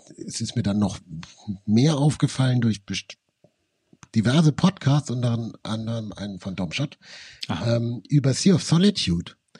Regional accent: Nuremberg, Bavaria, Germany; Ich glaube, das gibt es nicht mal in Nürnberg, wo ich aufgewachsen bin.

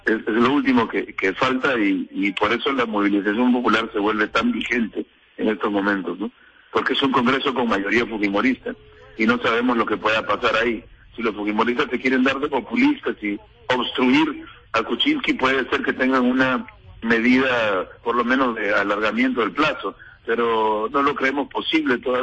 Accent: Peru; que en este caso somos los peruanos, ¿no?

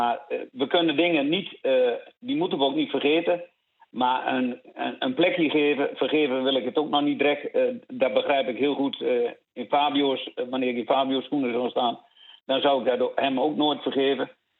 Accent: Netherlands; Maar ik ben wel Nederlander en ik blijf wel een beetje chauvinistisch.

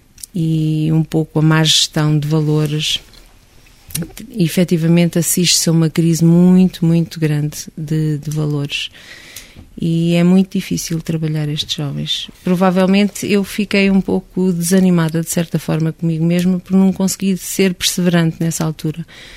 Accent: Torres do Mondego, Coimbra, Portugal; na minha paróquia, Carvalhosas, pertencente a Torres de Mondego, Coimbra, de onde sou oriunda

